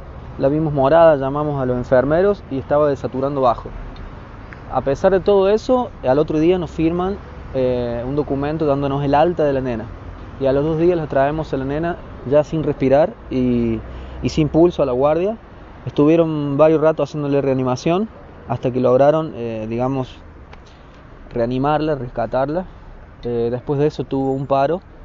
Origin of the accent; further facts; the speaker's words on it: San Luis, Argentina; somos de San Luis, pero el lugar más cercano para tener familias era Villa Dolores, ya que la mamá es de La Finur, un pueblo de San Luis.